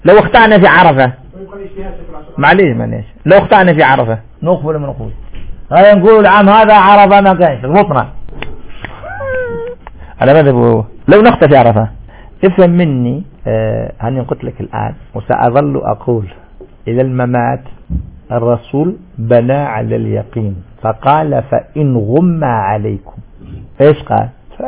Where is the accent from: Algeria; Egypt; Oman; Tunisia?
Algeria; منطقة كما احنا عندنا تمرست، المنطقة الوحيدة الصافية في الجزائر